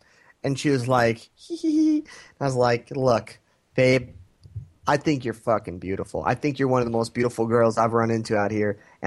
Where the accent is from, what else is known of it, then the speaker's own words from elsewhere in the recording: United States; And you know me, I'm an American. I'm a white male.